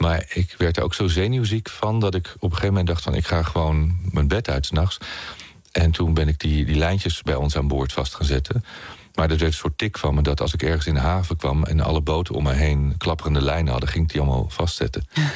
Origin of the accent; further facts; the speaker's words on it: Poland; now in Netherlands; Maar omdat ik uit Polen kom, waar onze familie niet heel veel had. Ik wil niet zeggen arm, maar de boerderij van mijn opa en oma, daar hadden we een waterput, er was geen stromend water, er was zelfs geen elektra de eerste jaren.